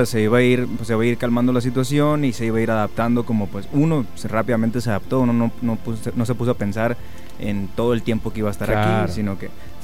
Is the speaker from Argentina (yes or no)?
no; Sonora, Mexico; moved away as an adult; Juntos venimos desde Sonora, allá en México estudiamos en la misma escuela, en la misma carrera, todos igual.